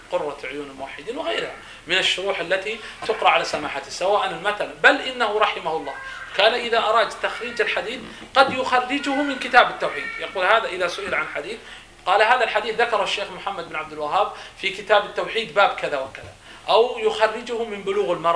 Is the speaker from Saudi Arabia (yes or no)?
yes; Saudi Arabia; فمثلا نحن مثلا نتكلم عندنا في السعودية، قد أنتم هنا مثلا قد عندكم متون أنا لا أعرف